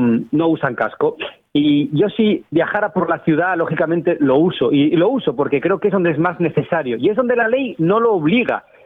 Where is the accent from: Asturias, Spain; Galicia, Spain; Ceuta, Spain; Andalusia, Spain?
Asturias, Spain; He hablado con una organización de mi tierra, de Asturias